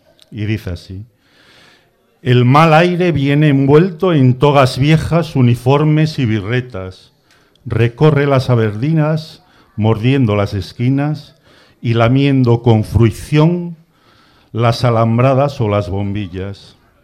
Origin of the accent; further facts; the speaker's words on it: Avilés, Asturias, Spain; Bueno, venimos de Avilés y voy a...